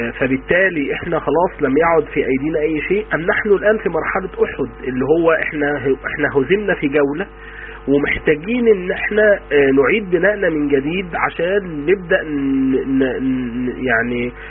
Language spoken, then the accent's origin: Arabic; Egypt; احنا في بعد الثمانينات عندنا في مصر